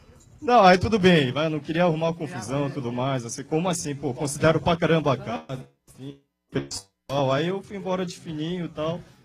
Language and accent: Portuguese; South Korea; Eu sou da Coreia do Sul.